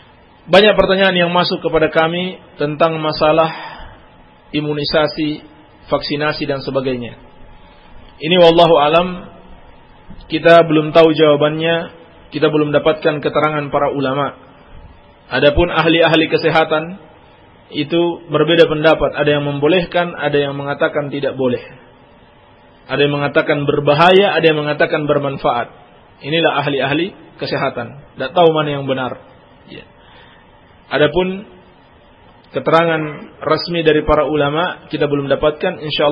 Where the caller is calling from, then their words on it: Cikoneng, West Java, Indonesia; Saya dari Sindang Sari, Cikoneng